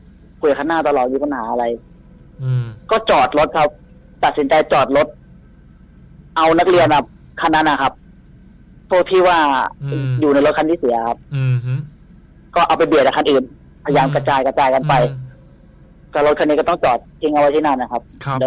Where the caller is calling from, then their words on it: Nawamin, Bangkok, Thailand; นวมินครับพี